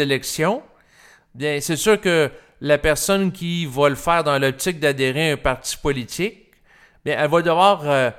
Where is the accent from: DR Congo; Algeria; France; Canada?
Canada; Et comme je suis Canadien